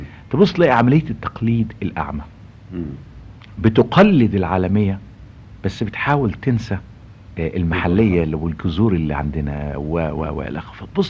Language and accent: Arabic; Egypt; أنا النهاردة كمصري اتربيت في مصر وعشت في مصر وتمتعت بالثقافة المصرية والثقافة العربية